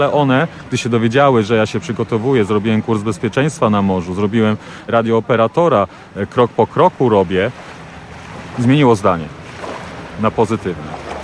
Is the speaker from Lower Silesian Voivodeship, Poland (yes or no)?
yes; Złotoryja, Lower Silesian Voivodeship, Poland; Urodziłem się, mieszkałem w Złotoryi. Później wyjechałem do Wrocławia na studia.